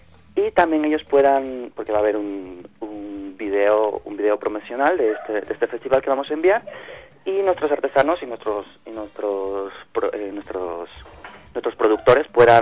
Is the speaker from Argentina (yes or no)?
no; Ecuador; also born or lived in Basque Country, Spain; Yo he vivido casi toda mi vida fuera, en País Vasco, en España, pero soy ecuatoriano, amo mi país y hemos estado luchando por extender nuestra cultura allí. Y ahora hemos vuelto, junto con mi familia, hace muy poquitos meses